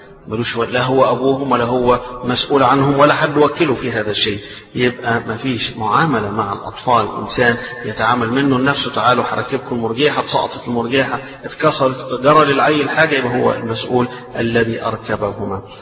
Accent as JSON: {"language": "Arabic", "country": "Egypt", "said": "وإحنا عادتنا هنا تربينا على كده، إحنا كمصريين تربينا على كده"}